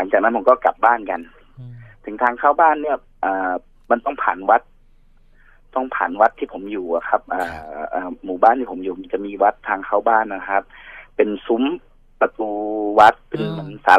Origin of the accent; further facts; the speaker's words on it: Chumphon, Thailand; ปกติผมอยู่ชุมพรแล้วผมก็ขึ้นมาเที่ยวกรุงเทพช่วงปีใหม่เนี่ยครับ